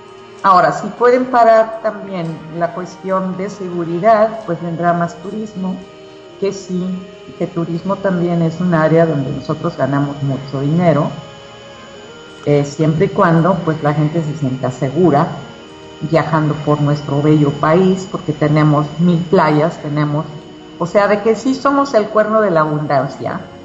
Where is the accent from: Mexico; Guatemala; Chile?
Mexico; Nosotros tendríamos que, como buenos mexicanos, comprar las cosas hechas en México.